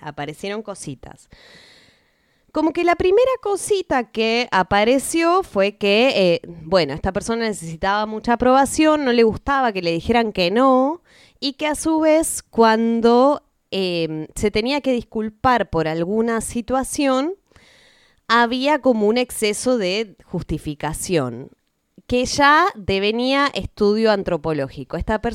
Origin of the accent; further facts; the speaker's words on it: Buenos Aires, Argentina; quienes somos de Capital